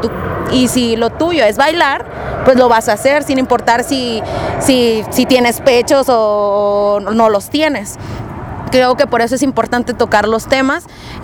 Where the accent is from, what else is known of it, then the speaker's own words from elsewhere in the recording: Monterrey, Nuevo León, Mexico; el proyecto inicia yo creo que desde Monterrey, que es de donde yo soy, ¿no? En el barrio, con los compas